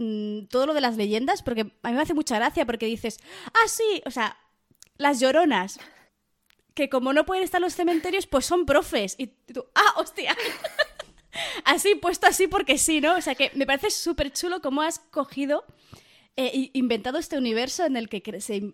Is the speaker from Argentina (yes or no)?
no; Barcelona, Catalonia, Spain; a mí soy de Barcelona toda la vida, catalana.